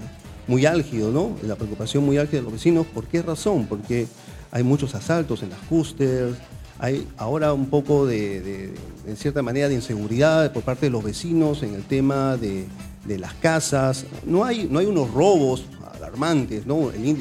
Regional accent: Callao, Peru; born there; Yo soy chalaco de nacimiento. Yo nací en el Callao, tengo el orgullo de ser chalaco, a mucha honra.

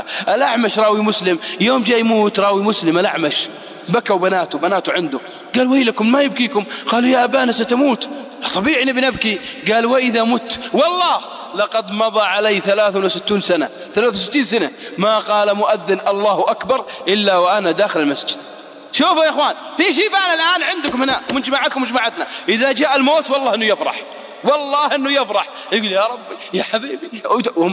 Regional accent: Saudi Arabia; عاش عندنا في السعودية وراح لبلاده

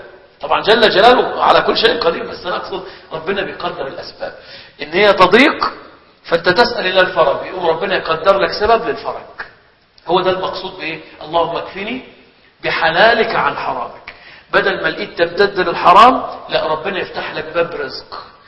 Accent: Egypt; كان عندنا في مصر حاجة اسمها الحمامات العامة

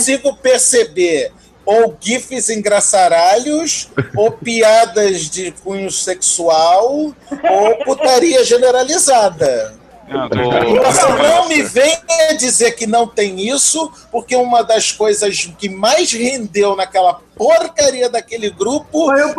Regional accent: Brazil; A gente é brasileiro, ruê!

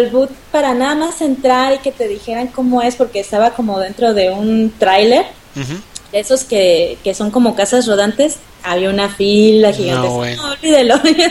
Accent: Mexico City, Mexico; lo bueno que somos del DF

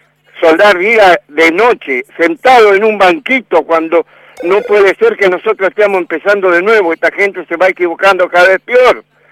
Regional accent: Argentina; soy patriota, soy argentino, hijo de alemanes, nieto de alemanes.

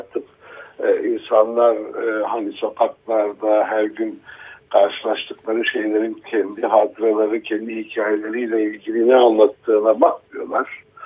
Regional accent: Diyarbakır, Diyarbakır Province, Turkey; also born or lived in Ankara; Diyarbakır benim hani memleketim sayılır gerçekten, liseyi orada okudum, liseden sonra üniversiteye Ankara'ya geldim

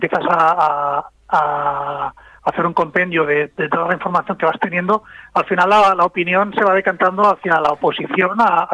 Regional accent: Aragon, Spain; Así somos todos de Matarraña.

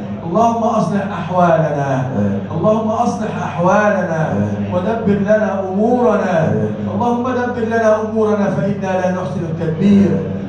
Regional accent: Egypt; اللهم اجعل بلدنا مصر بلدا امنا سخاء رخاء وسائر بلاد المسلمين.

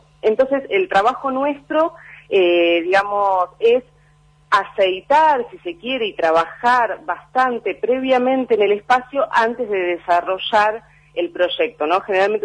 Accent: Buenos Aires, Argentina; los cuatro que integramos el Centro Rural, actualmente vivimos en la Ciudad de Buenos Aires, ninguno de los cuatro somos de la Ciudad de Buenos Aires

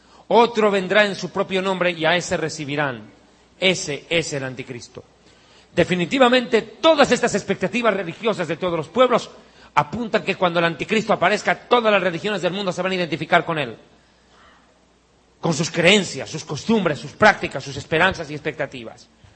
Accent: Bolivia; born there; Existe un documento grabado en piedra en mi país de nacimiento, Bolivia.

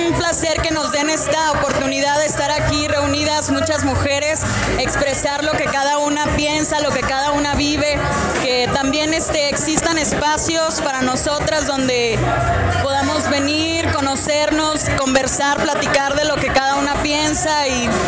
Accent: Saltillo, Coahuila, Mexico; vengo de Saltillo.

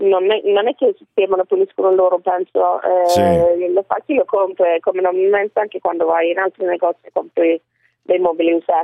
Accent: Sweden; Italian is a second language; è ovvio che è tipo la Svezia, certo, che è il mio paese.

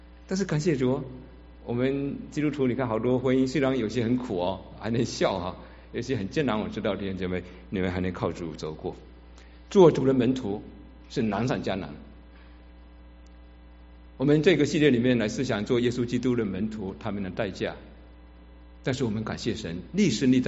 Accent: Fujian, China; 许多人都知道我在福建的一个海岛长大，在海岛长大的孩子多半比较活泼可爱，也狭隘无知。

